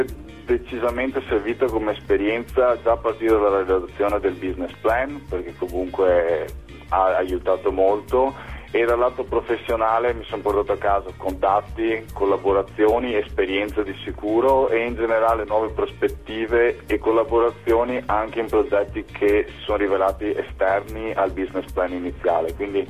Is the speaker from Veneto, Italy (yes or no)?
yes; Padua, Veneto, Italy; born there; ho 32 anni, sono nato a Padova, sono laureato in giurisprudenza